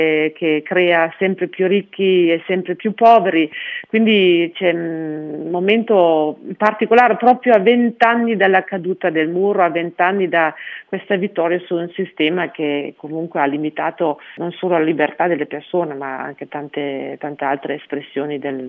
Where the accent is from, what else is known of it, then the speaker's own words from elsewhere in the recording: Germany; questo paese, il mio paese d'origine, si potesse di nuovo mettere insieme, unificare, ecco.